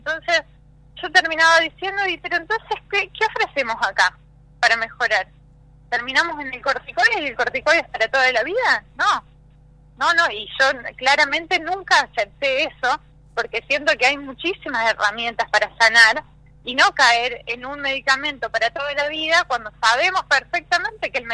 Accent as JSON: {"language": "Spanish", "region": "Córdoba", "country": "Argentina", "tie": "born there", "lives_now": "Buenos Aires, Argentina", "said": "nací en Córdoba, y estudié en Buenos Aires durante 10 años"}